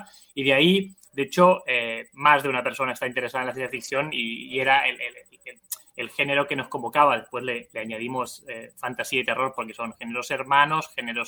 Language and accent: Spanish; Barcelona, Catalonia, Spain; now in Argentina; soy de Barcelona, vivo en Argentina hace 15 años.